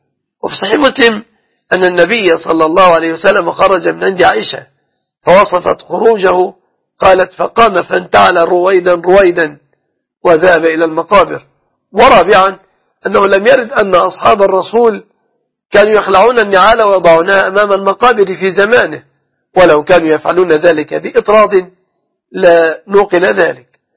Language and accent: Arabic; Egypt; أن يحفظ بلادنا مصر دائما وأبدا